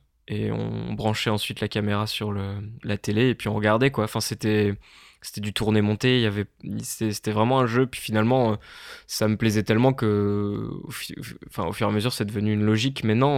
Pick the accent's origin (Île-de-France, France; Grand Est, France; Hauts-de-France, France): Hauts-de-France, France; à Amiens, parce que je viens de Picardie, à Amiens, il y a un lycée avec option audiovisuelle